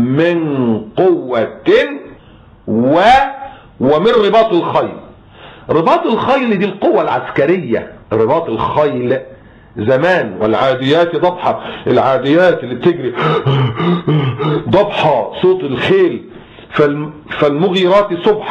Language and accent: Arabic; Egypt; انت عارفين احنا مصريين